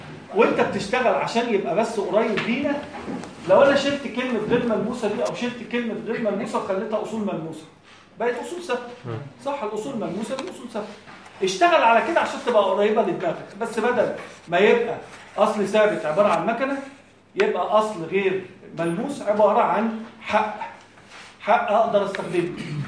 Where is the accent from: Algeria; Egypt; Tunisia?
Egypt; مثلا احنا عندنا في مصر هنا في